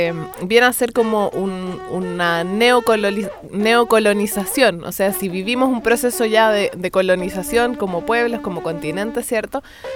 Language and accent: Spanish; Chile; nosotros como pueblo chileno también, mestizo